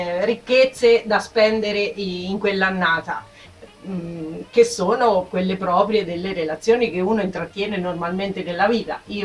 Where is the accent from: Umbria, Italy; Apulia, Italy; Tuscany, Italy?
Umbria, Italy; Parte sud della provincia di Perugia.